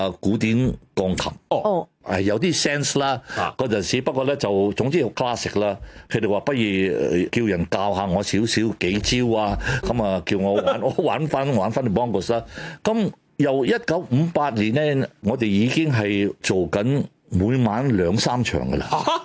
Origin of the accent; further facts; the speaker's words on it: Hong Kong; born there; 我香港出世，